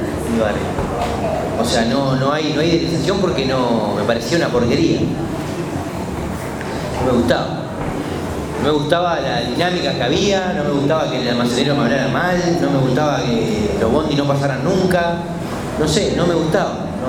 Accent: Montevideo, Uruguay; tomando distancia del barrio, cuando me alejé del barrio, cuando me fui de Montevideo, viví más en Montevideo

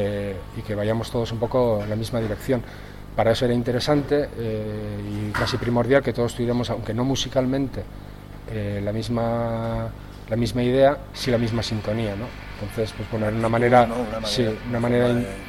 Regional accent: Andoain, Basque Country, Spain; yo soy de Andoain

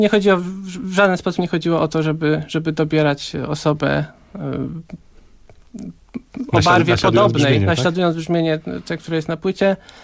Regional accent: Zamość, Lublin Voivodeship, Poland; now in Kraków, Poland; ja i basista Michał Juszczak pochodzimy z Zamościa, czy z okolic Zamościa i mieszkaliśmy przez jakiś czas razem

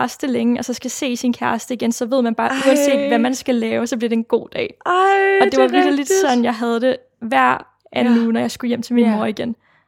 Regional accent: Jonstrup, Capital Region of Denmark, Denmark; jeg bliver født tilbage i 99 i sådan en lille by, der hedder Jonstrup, som ligger 20 km uden for København. Og her bor jeg med min mor, som hedder Rikke, og min far, som hedder Mohammed. Og min far er jo så indvandrer fra Nordmakedonien

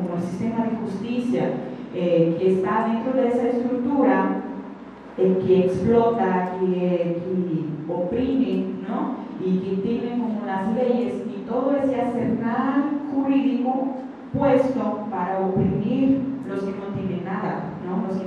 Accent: Maceió, Alagoas, Brazil; De allá, porque yo soy de Maceió

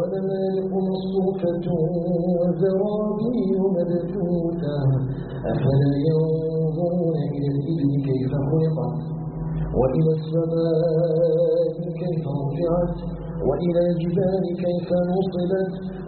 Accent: Algeria; أن يجعل بلادنا الجزائر آمنا مطمئنا

